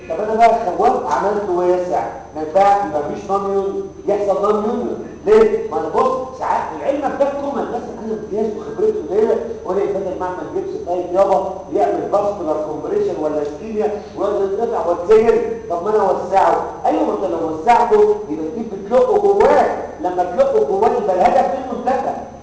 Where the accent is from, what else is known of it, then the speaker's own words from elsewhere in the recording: Egypt; لكن احنا عندنا في مصر ما زال الجبس